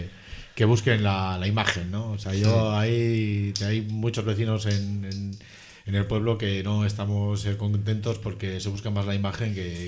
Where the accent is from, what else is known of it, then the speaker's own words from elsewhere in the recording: Gallarta, Basque Country, Spain; Yo soy de Gallarta.